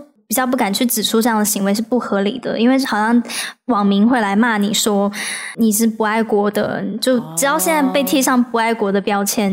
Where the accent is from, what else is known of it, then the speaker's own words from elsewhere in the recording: Taiwan; also born or lived in China; 我一般一开始就会讲说我是台湾人，进一步聊天的时候我就会再跟他们讲我妈妈是人，然后我的成长的过程。